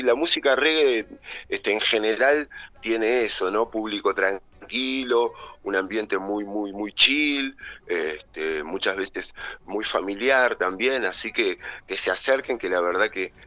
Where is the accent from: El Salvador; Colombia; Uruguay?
Uruguay; Montevideo; now in Capilla del Monte, Argentina; Somos músicos de otros lugares, de Rosario, de Buenos Aires, yo soy de Montevideo, Uruguay, y bueno, nos vinimos a vivir con nuestras familias